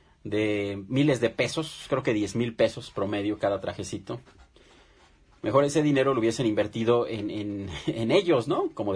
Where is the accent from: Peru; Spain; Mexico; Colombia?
Mexico; como mexicanos a veces nos pasamos de listos